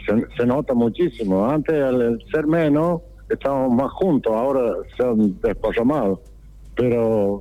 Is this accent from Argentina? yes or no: yes; Santa Rosa, San Luis, Argentina; born there; Yo soy nacido en Santa Rosa, así que San Luis